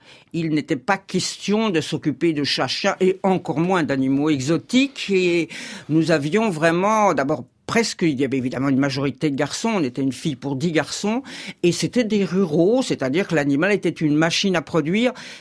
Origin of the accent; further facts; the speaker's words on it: Versailles, Île-de-France, France; born there; Je suis née à Versailles. Moi, j'étais au lycée de jeunes filles de Versailles avec la blouse